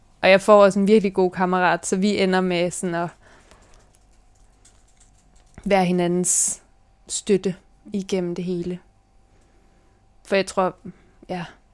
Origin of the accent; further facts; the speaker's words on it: Vejle, Region of Southern Denmark, Denmark; also born or lived in Nuuk, Greenland; så flyttede mine forældre og mig til Danmark. Og så er jeg vokset op i Vejle og har to mindre søskende.